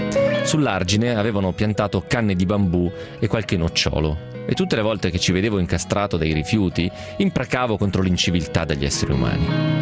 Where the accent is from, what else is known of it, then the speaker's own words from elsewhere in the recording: Piedmont, Italy; Albenga, che è una città nota dalle mie parti, cioè nel Novarese, nel Basso Piemontese